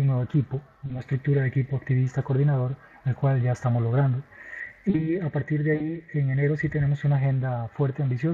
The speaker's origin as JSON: {"language": "Spanish", "region": "Alajuela", "country": "Costa Rica", "tie": "born or raised there", "said": "Alajuela, que es donde mi ciudad natal"}